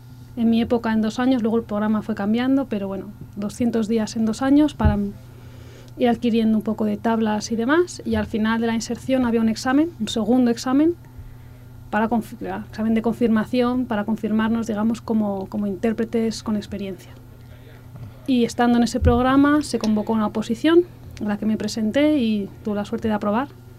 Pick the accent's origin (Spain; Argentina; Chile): Spain; Valencian Community; italiano y valenciano, / catalán, uh-huh, porque el nombre oficial es catalán a pesar de que bueno, yo soy valenciana. Y ahora estoy estudiando el croata.